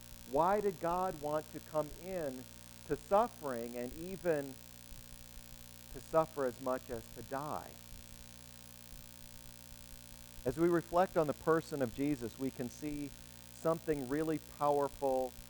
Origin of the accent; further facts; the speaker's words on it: Wisconsin, United States; I can remember years ago now when a terrible tornado tore through the town that I was raised in Wisconsin.